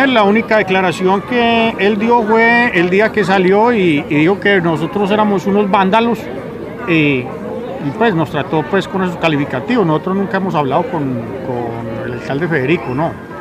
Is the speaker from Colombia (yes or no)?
yes; Medellín, Antioquia, Colombia; born there; Yo soy nacido aquí en Medellín.